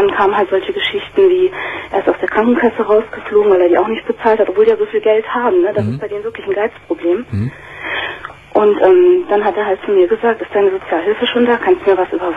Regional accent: Northern Germany, Germany; Also ich komme aus Norddeutschland

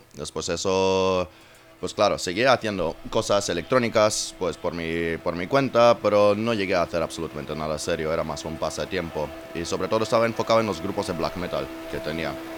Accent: South Africa; moved away; Bueno, es que crecí en Sudáfrica.

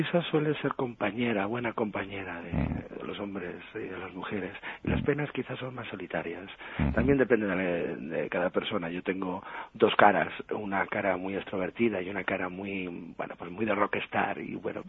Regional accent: Spain; yo soy un caballero español empedernido

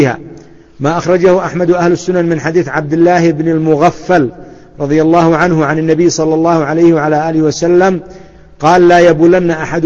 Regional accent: Yemen; وإلى عهد قريب عندنا في اليمن وما زال عندنا في بلدي في بعض الأماكن ما زالت سواقي

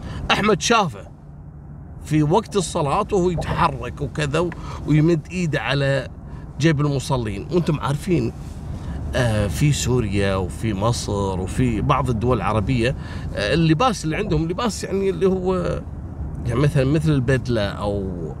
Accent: Kuwait; وكانوا كثير من القضايا حصلت حتى عندنا في الكويت

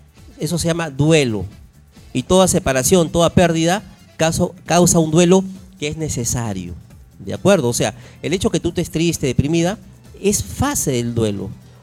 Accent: Callao, Peru; yo nací en el Callao, yo nací en Los Barracones, acá en Carrió Albornoz.

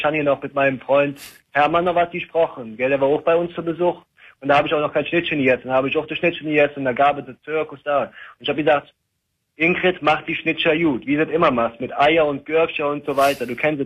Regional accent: Eifel, Germany; Ja, ja, wir sind katholisch, wir kommen aus der Eifel.

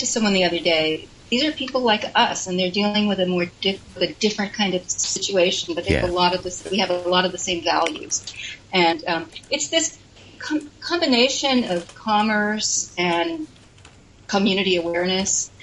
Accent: New York, United States; As a New Yorker, as a creative person in New York, I felt, a lot of, this really resonates with me.

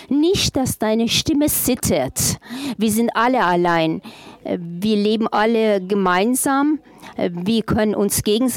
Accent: Afghanistan; now in Magdeburg, Germany; Ich bin eine afghanische Frau. Ich komme aus Magdeburg.

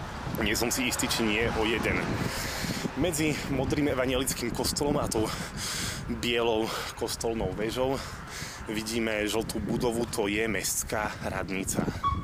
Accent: Košice, Košice Region, Slovakia; ja som z Košic, takže čau

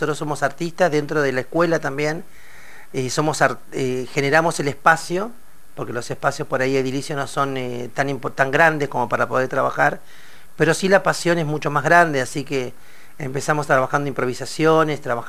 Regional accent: Sierra Grande, Río Negro, Argentina; moved away as an adult; yo vengo de la Patagonia, de Sierra Grande, Río Negro, 1200 kilómetros, ahí cerquita de la península de Valdés. Un día decidí con 19 años decir, bueno, me voy a la ciudad.

